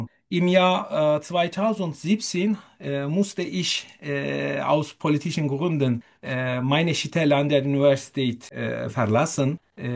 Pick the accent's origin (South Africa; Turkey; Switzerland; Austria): Turkey; German is a second language; moved away as an adult; now in Simmerath, Germany; ich komme aus der Türkei. Ich bin 41 Jahre alt und ich lebe seit etwas mehr als 2,5 Jahren in Deutschland.